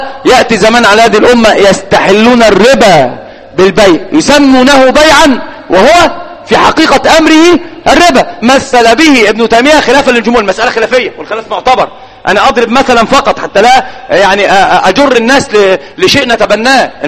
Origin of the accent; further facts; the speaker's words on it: Egypt; الآن في الإحصائيات على الأقل عندنا في مصر